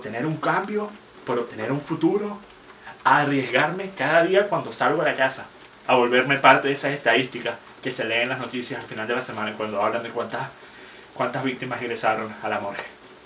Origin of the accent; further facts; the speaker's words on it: Venezuela; moved away; Porque soy venezolano. Y voy a ser venezolano hasta que me muera, sin importar cuánto tiempo pase sin yo estar físicamente en el país.